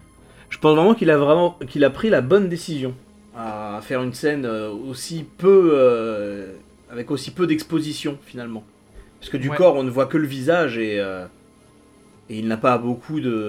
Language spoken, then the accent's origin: French; France; Déjà, chez nous, les concours de bouffe comme ça, c'est pas quelque chose de très répandu. Chez nous, en France, et même, j'irais jusqu'à dire en Europe, c'est surtout très américano-centré, ce genre de truc.